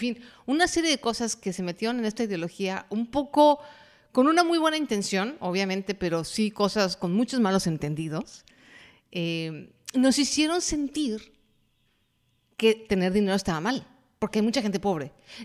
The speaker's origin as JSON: {"language": "Spanish", "country": "Mexico", "said": "Por ejemplo, en mi país, que es México, hay mucho esta idea, por lo menos en la generación en la que yo crecí"}